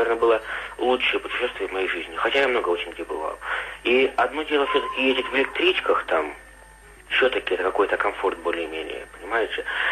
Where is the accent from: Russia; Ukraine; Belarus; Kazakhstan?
Russia; Krasnoyarsk, Krasnoyarsk Krai; born there; now in Yaroslavl, Russia; я из Ярославля, где я сейчас живу, до Красноярска, где я родился, проехал на электричках совершенно бесплатно.